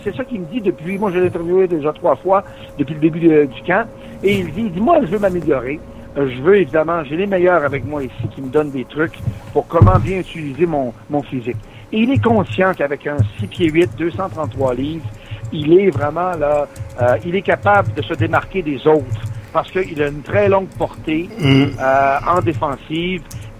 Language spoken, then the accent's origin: French; Belleville Station, Quebec, Canada; now in Calgary, Canada; moi, je suis originaire de Belleville Station, mais ma souche des … si on veut, c'est une souche plus du Saguenay qui est finalement déménagée au lac Saint-Jean pour avoir des terres dans le rang Saint-Pierre à Belleville Station.